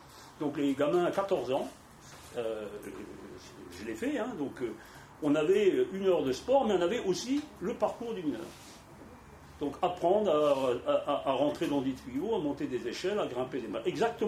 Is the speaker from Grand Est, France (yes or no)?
yes; Grand Est, France; Donc moi, je viens de Moselle, de l'est de la Moselle, où il y avait un bassin rouillé.